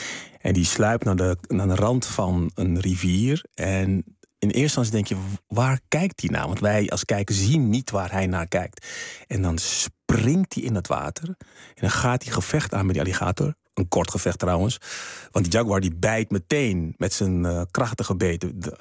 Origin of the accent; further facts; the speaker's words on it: Suriname; born there; En dat is het land waar ik geboren ben.